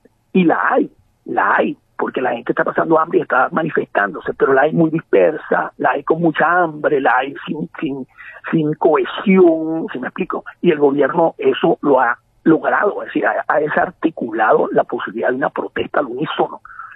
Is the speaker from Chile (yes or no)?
no; Venezuela; como venezolano que soy